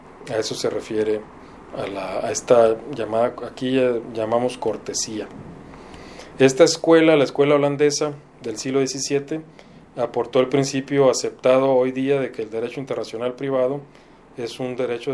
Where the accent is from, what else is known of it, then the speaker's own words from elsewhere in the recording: Mexico; somos orgullosamente de México